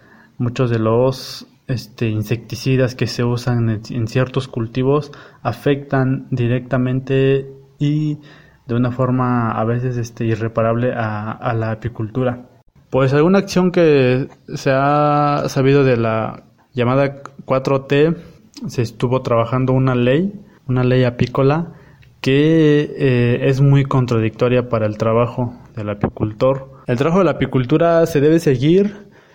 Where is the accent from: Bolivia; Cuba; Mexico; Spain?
Mexico; Xochitlán de Flores Magón, Oaxaca; Soy del municipio de Los Xochitlán de Flores Magón, en la región cañada del estado de Oaxaca, en la Sierra Mazateca.